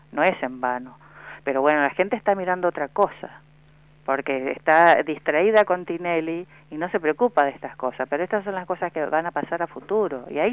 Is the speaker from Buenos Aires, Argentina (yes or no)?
yes; Buenos Aires, Argentina; also born or lived in Santa Fe; Yo nací en Santa Fe, me fui muy chica, me fui a los 8 años, viví toda la vida en Capital Federal